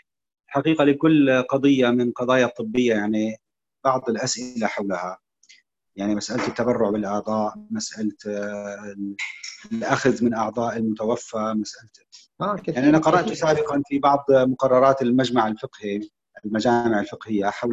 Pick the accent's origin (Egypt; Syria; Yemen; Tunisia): Syria; now in Saudi Arabia; أنا من سوريا. نعم، من سوريا، وأقوم في وأقيم في السعودية.